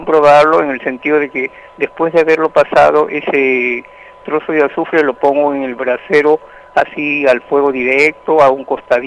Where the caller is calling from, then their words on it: La Victoria, Lima, Peru; de La Victoria.